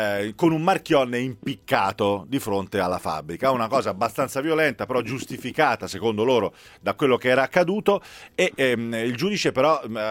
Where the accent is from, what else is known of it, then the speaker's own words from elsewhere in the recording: Pisa, Tuscany, Italy; io sono di lì vicino, Bartezzaghi, sono di Pisa